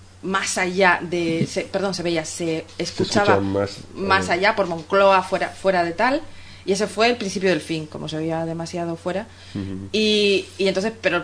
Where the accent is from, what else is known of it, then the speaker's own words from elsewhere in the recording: Canary Islands, Spain; yo cuando llegué como canaria, yo nací en Canarias y soy de Canarias, de antepasados canarios, ¿vale?